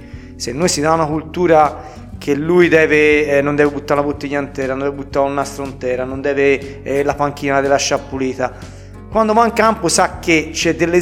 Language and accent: Italian; San Giovanni Valdarno, Tuscany, Italy; io sono sangiovannese, ho giocato a San Giovanni, ho allenato a San Giovanni, sono nato a San Giovanni